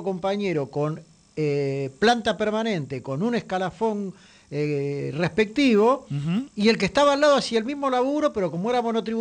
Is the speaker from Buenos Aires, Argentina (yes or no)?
yes; Buenos Aires, Argentina; para los que somos de la Ciudad de Buenos Aires